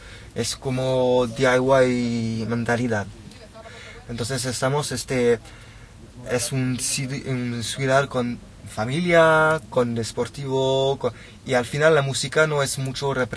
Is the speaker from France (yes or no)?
yes; France; born there; Spanish is a second language; Estoy aquí, en mi ciudad natal, en Francia, hablando español con vosotros.